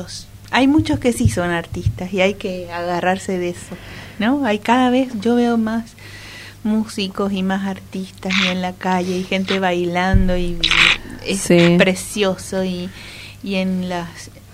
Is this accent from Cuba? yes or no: yes; Cuba; now in Argentina; me crié en Cuba, fui a la escuela allá y comencé a estudiar música allí. Y en el 90, 89, 90, llegué. Así que ya llevo más años aquí